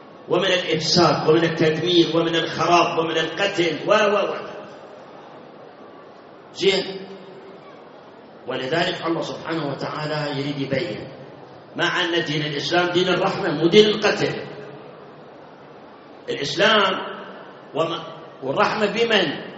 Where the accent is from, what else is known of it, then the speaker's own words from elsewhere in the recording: Baghdad, Baghdad Governorate, Iraq; صار انفجار عندنا في بغداد بالمحمودية بالإسكندرية بالمسيب